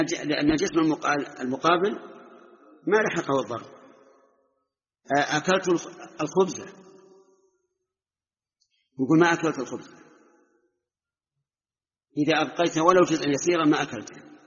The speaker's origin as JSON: {"language": "Arabic", "region": "Najd", "country": "Saudi Arabia", "said": "أما عندنا في نجد فالشات هي الأنثى من الضأن"}